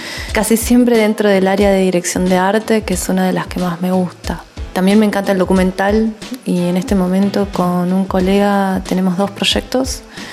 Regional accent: Neuquén, Argentina; now in San Martín de los Andes, Argentina; soy de Neuquén Capital. Actualmente hace 4 años que vivo en la hermosa ciudad de San Martín de los Andes.

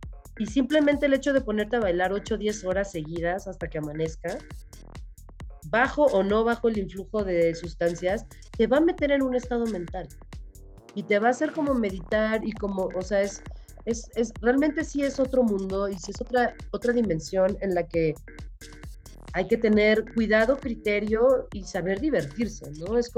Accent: Mexico City, Mexico; de Ciudad de México.

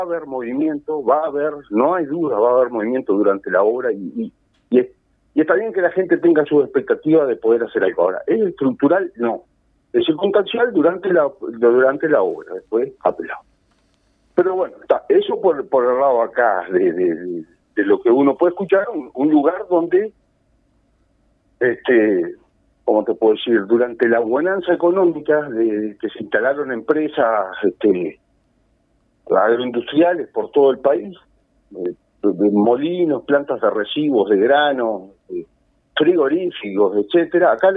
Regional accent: Paso de los Toros, Tacuarembó, Uruguay; also born or lived in Montevideo; Bueno, yo vivo cerca, ¿no? Muy cerca. Sí. Soy de acá, soy nacido en Montevideo, pero me crié en este pueblo toda la vida. Después, bueno, anduve por ahí, por esos lares, con el tema estudios y eso, pero vivo acá, muy cerca de Paso de los Toros.

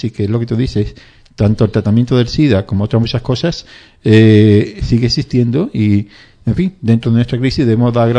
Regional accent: Madrid, Community of Madrid, Spain; además yo soy de Madrid, así que, en fin

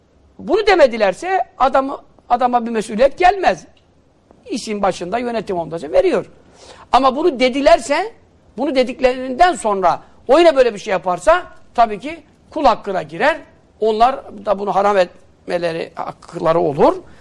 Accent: Yeğenli, Giresun, Turkey; Yeğenli köyündenim ben. Çocukluğumda gittiklerimde çok da gidemedim, hakkını veremedim yani memleketimin.

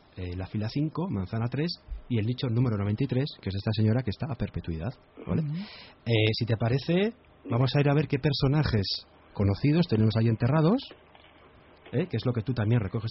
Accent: Zaragoza, Aragon, Spain; he dicho el cementerio de mi tierra. Si paseas por Torrero

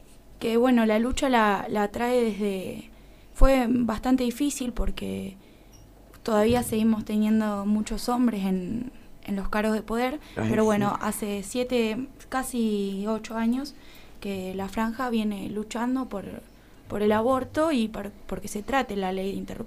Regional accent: Castex, La Pampa, Argentina; Yo personalmente tengo historia con el aborto en mi pueblo, yo soy de Castex

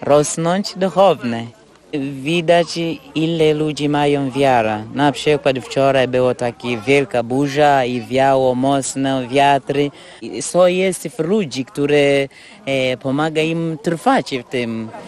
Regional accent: Tanzania; Polish is a second language; pochodzę z Tanzanii

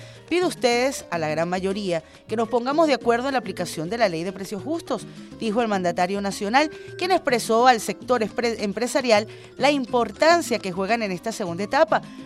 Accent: Venezuela; todos somos venezolanos

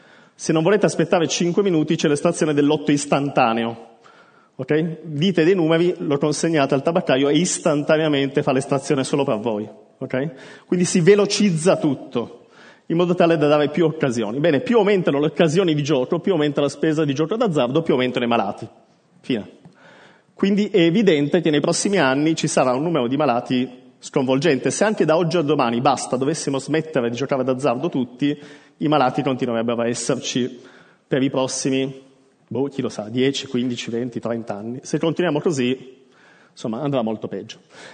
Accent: Turin, Piedmont, Italy; sono di Torino, come si sente dall'accento

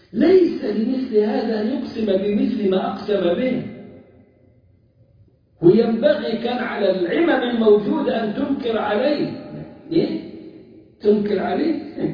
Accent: Egypt; أما إحنا كمصريين فمفتاح كلامنا

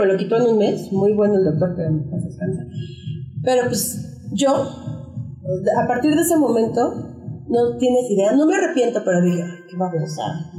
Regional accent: Chiapas, Mexico; Yo soy de Chiapas, ¿no? Entonces, en ese estado, aparte de que es un estado muy pobre y muy ignorante y súper conservador en algunos puntos

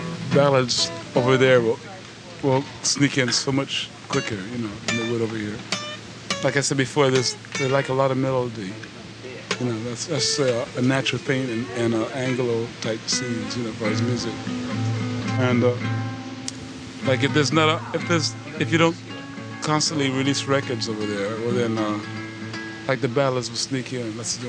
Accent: United States; And like I said before, man, I'm from America, you know.

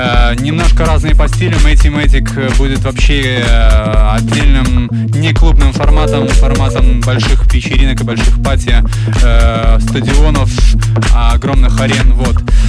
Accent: Belarus; Я народная, бо я народился и вырос в Беларуси.

